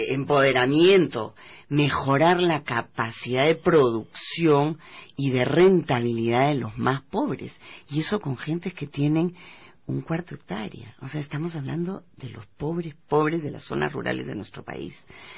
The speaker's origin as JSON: {"language": "Spanish", "country": "Peru", "said": "Claro, como peruanos y peruanas no podemos dejar de alegrarnos por cada peruano"}